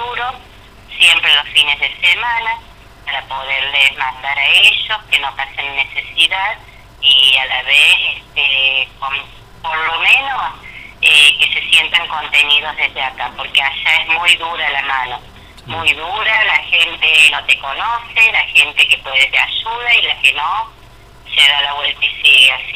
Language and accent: Spanish; Santiago del Estero, Argentina; somos una familia grande, vinimos de Santiago del Estero, somos gente que es grande